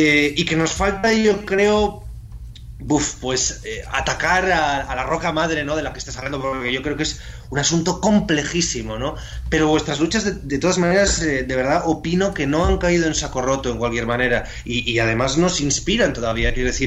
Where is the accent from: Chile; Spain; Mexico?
Spain; Asturias; Bueno, yo soy asturiano, pero sí, mi tierra de acogida.